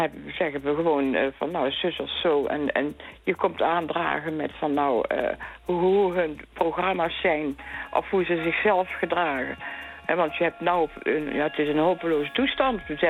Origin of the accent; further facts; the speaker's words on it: North Brabant, Netherlands; Wij zijn Brabanders. Wij hebben sowieso al zeg maar het hart op de tong.